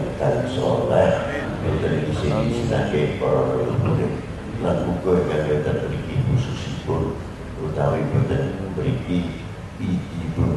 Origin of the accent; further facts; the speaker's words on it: Indonesia; Dari mana Bapak? Kebetulan dilahirkan di Indonesia.